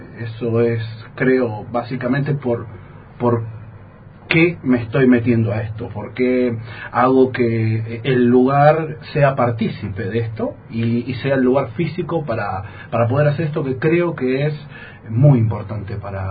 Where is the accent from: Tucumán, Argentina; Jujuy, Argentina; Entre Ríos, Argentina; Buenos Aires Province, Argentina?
Buenos Aires Province, Argentina; Yo en Buenos Aires, de donde soy oriundo, la provincia de Buenos Aires, cerca de la capital federal, también milito